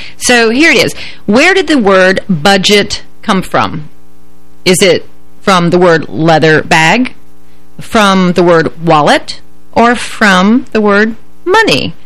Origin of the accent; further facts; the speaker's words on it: United States; I mean, America's in debt. Why shouldn't I be? I'm an American.